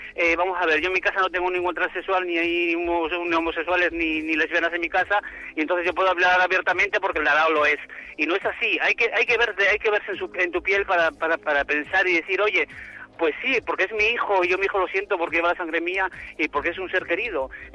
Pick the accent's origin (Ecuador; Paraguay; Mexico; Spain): Spain; Gijón, Asturias; y como soy de Gijón de Asturias.